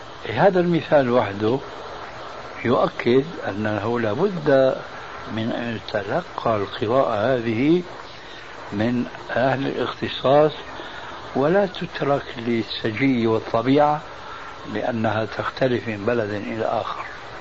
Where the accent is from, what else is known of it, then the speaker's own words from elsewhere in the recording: Syria; الفاتحة التي تقرأ في كل ركعة من الصلوات الخمس عندنا في سوريا وغيرها